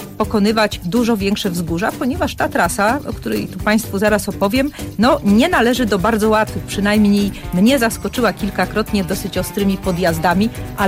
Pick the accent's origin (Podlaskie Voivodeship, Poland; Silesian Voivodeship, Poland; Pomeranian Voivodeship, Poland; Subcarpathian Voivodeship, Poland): Subcarpathian Voivodeship, Poland; Łańcut; Ja trafiłam na trasę wokół Łańcuta, ponieważ są to moje rodzinne strony